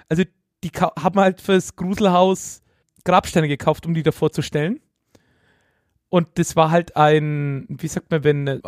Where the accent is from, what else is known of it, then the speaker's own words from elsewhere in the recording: Bavaria, Germany; Genau, da komme ich ja aus der Ecke her.